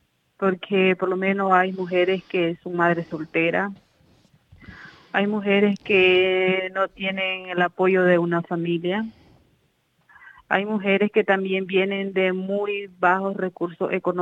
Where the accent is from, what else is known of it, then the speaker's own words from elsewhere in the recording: Telpaneca, Madriz, Nicaragua; Vengo de Nicaragua. El departamento donde yo vivo es Madrid con Z. El municipio es Telpaneca. Y la comarca donde vivo es Santo Domingo.